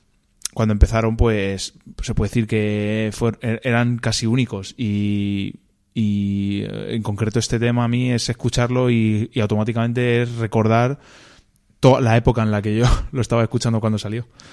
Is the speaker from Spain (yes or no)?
yes; Illescas, Castilla-La Mancha, Spain; also born or lived in Toledo; now in Madrid, Spain; somos toledanos, aunque yo vivo en Madrid, pero vamos, soy de aquí, de Illescas de toda la vida y nací en Toledo